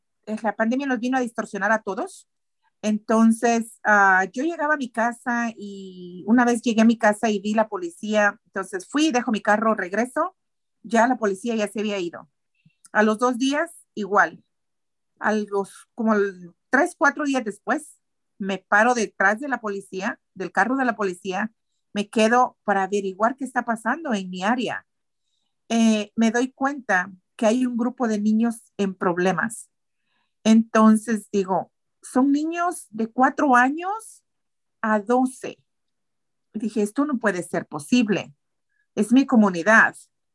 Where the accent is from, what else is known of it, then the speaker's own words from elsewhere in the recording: Guatemala; Soy de Guatemala. He crecido de muchas maneras.